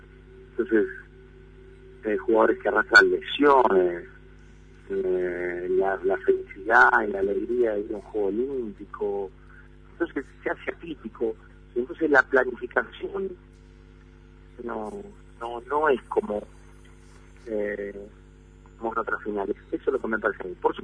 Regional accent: Argentina; Y que somos de ahí, y que somos de Argentina

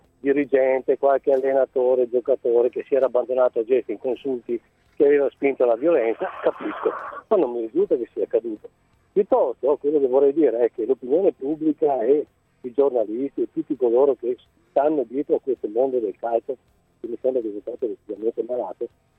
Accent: Verona, Veneto, Italy; Io vado allo stadio, sono di Verona

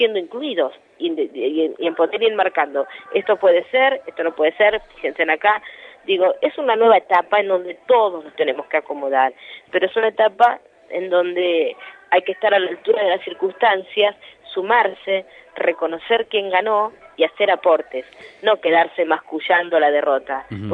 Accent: Moreno, Buenos Aires Province, Argentina; Porque vivo en Moreno, porque me nací en Moreno, me crié en Moreno

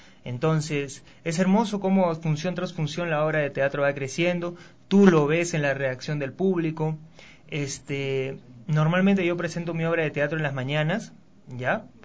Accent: Ilo, Moquegua, Peru; born there; Él hizo su vida, toda su vida en Perú, primero en Lima y luego en el puerto de Hilo, que es donde yo nací, pues el puerto de Hilo, que es un puerto al sur del Perú.

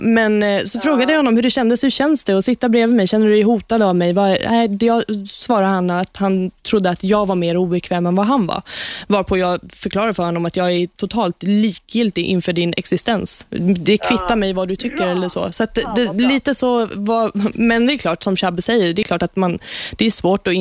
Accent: Iran; Jag är också från Iran från början. Jag är född i Iran.

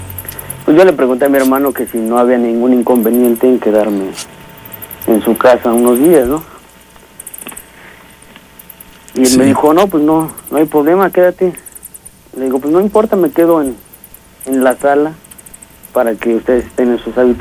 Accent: Veracruz, Mexico; lo que pasa es que soy originario de Veracruz.

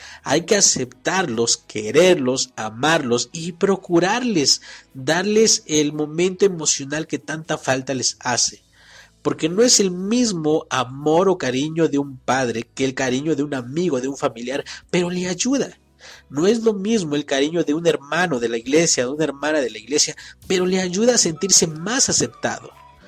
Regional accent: Mexico; ni para nosotros como mexicanos.

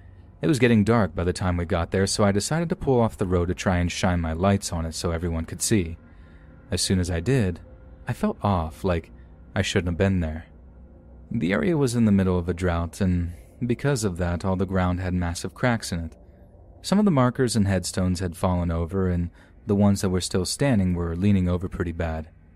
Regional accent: Texas, United States; her son and I all moved to an area close to where I grew up in Central Texas.

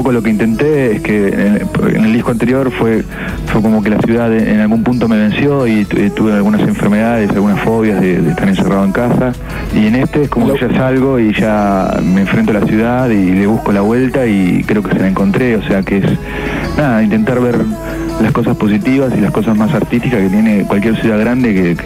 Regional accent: Patagonia, Argentina; now in Buenos Aires, Argentina; soy patagónico, o sea, eso no se me va a ir nunca. Yo soy

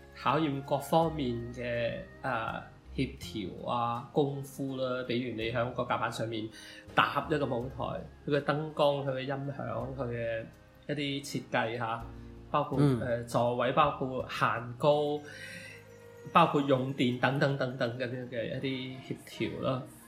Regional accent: Guangzhou, Guangdong, China; 咁作為一個廣州人咧，我覺得唱粵語歌係一件其實唔使多思索嘅嘢

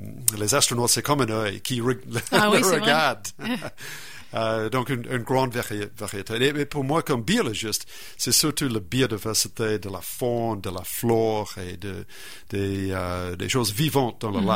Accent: New Zealand; French is a second language; Moi, je viens de la Nouvelle-Zélande et c'est là que, surtout l'île du Nord, il y a dans les cratères des volcans

